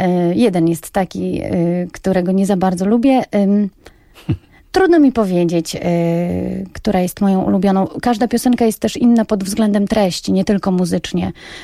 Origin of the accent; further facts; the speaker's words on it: Reszel, Warmian-Masurian Voivodeship, Poland; now in Gdynia, Poland; z Warmii i Mazur, z miasta Reszel. Urokliwe, piękne warmińskie miasteczko.